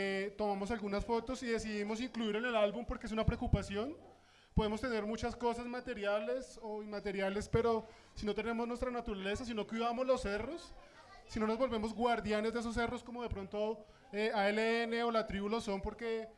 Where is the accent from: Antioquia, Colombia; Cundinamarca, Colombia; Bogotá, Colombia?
Bogotá, Colombia; aquí mismo en Bogotá y yo siendo bogotano 31 años